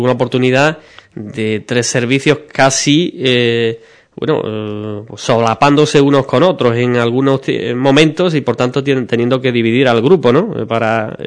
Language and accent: Spanish; Ubrique, Andalusia, Spain; Soy de Ubrique, la mayoría, también algunos de Villamartín